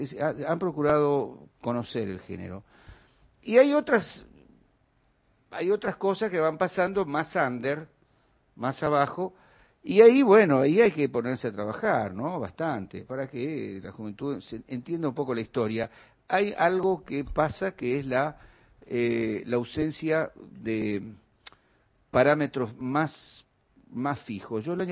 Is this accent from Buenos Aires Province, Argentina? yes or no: yes; Quilmes, Buenos Aires Province, Argentina; born there; yo nací en Quilmes, de padres trabajadores